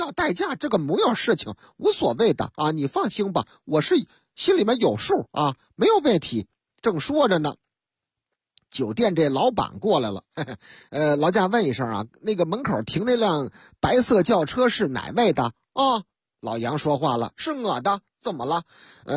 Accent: Shaanxi, China; 哎呀，我们陕西人就好这口啊，喝这个老凤酒

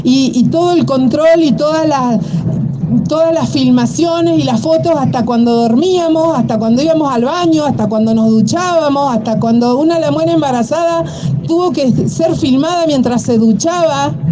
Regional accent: Trelew, Chubut, Argentina; Lafken Cheñen, Mapuche, Tehuel Cheñen, Trelew, vengo de Trelew

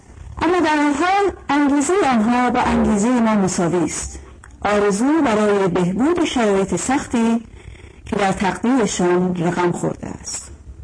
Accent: Sri Lanka; also born or lived in Ghana; now in United Kingdom; من در قاره آسیا سریلانکا به دنیا آمدم، به قاره آفریقا غنا مهاجرت کردم و در قاره اروپا بریتانیا اقامت گزیدم.

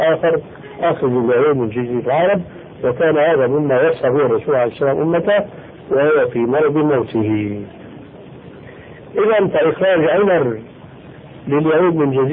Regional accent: Syria; فأخرجهم كما يقولون عندنا في الشام بهرك بالك

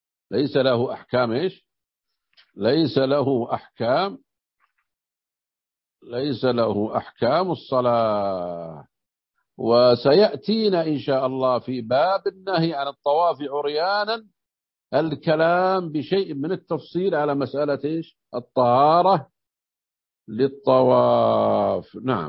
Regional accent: Najd, Saudi Arabia; يقول في بعض اللهجات عندنا في نجد يسمون الشحاذ طواف،

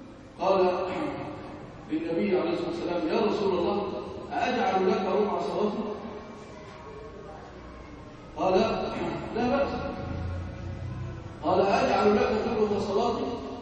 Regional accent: Egypt; ارزق بلادنا مصر الامن والامان

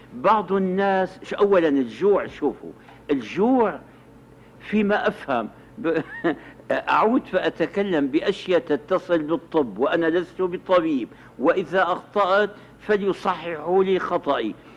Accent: Damascus, Syria; جربها ناس كثيرون عندنا في الشام

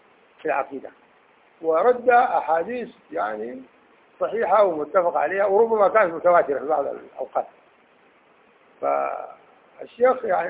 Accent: Sudan; في بلدنا السودان في

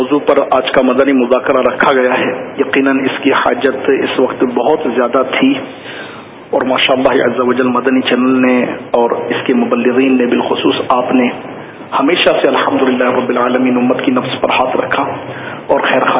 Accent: Nawabshah, Sindh, Pakistan; ہمارا شہر نواب شاہ بھی اور اس کا ایک بہت بڑا انٹیریئر ایریا بہت زیادہ ان دنوں زیر آب ہے

